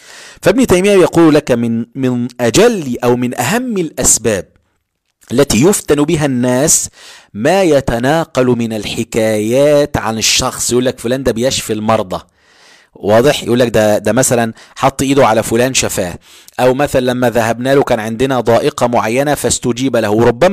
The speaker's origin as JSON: {"language": "Arabic", "country": "Egypt", "said": "والناس عندنا في مصر في بعض الأماكن في القاهرة وغيرها"}